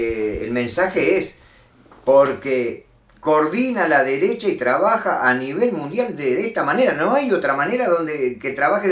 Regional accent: Uruguay; como gente de izquierda o como uruguayos desencantados de este gobierno satánico que tenemos hoy.

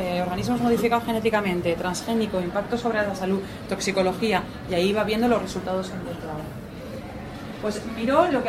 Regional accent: Valencia, Valencian Community, Spain; Yo soy de Valencia

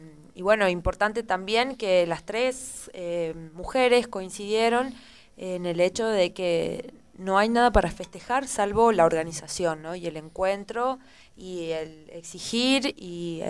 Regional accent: Tucumán, Argentina; me parece importante recalcar como joven tucumana el hecho de la problemática

